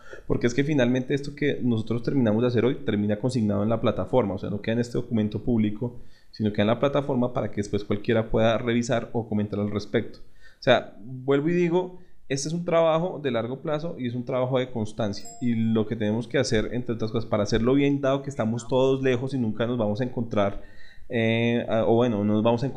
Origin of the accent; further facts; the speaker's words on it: Colombia; nosotros somos colombianos, nuestra realidad es otra